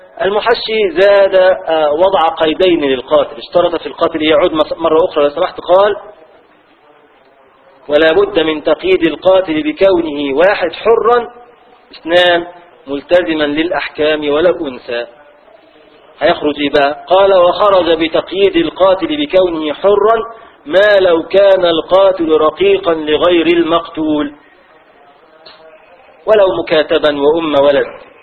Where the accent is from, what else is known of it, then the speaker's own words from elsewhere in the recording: Egypt; دي بتاعتنا احنا مصرية